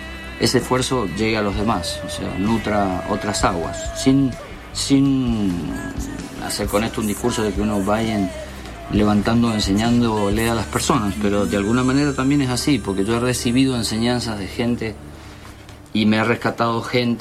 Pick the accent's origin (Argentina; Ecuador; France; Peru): Argentina; Uspallata, Mendoza; yo veía como chico de la montaña, porque yo bajé de Uspallata, me crié en Uspallata, en la naturaleza, y cuando llegué a la ciudad fue muy fuerte el impacto